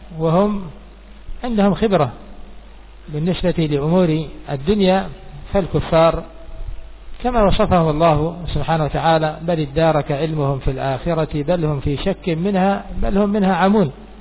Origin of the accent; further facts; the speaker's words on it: Yemen; عندنا في اليمن